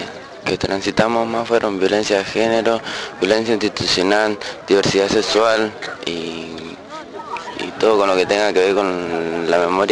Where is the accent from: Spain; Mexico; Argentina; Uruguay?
Argentina; Rosario, Santa Fe; Yo soy de barrio Las Flores.